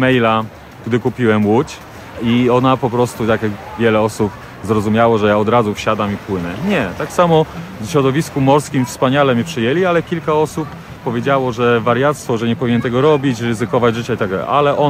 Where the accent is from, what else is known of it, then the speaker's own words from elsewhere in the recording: Złotoryja, Lower Silesian Voivodeship, Poland; Urodziłem się, mieszkałem w Złotoryi. Później wyjechałem do Wrocławia na studia.